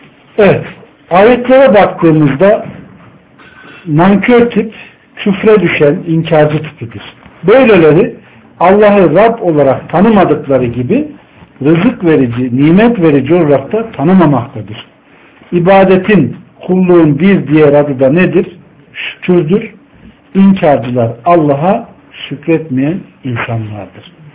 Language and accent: Turkish; Ankara, Turkey; ben ortaokula kadar elektriksiz bir ortamda oturdum. Ankara gibi bir yerde. Doğma büyüme buradayım.